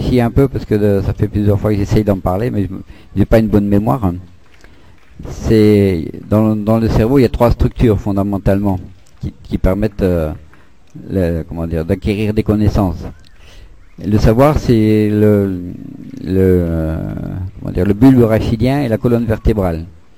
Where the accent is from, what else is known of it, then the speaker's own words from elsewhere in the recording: Grand Est, France; born there; also born or lived in Montpellier; moi je suis né en Lorraine, hein, j'ai passé un CAP de magasinier. Et il n'y a que en Lorraine-Alsace que ça existe.